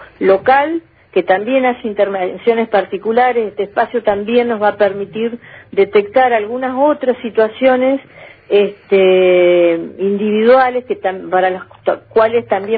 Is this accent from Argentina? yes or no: yes; Río Negro, Argentina; si bien no soy de Viedma, soy del Valle